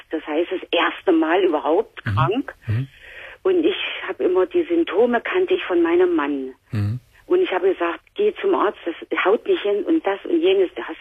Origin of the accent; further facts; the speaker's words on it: East Germany, Germany; Und ich komme aus Ostdeutschland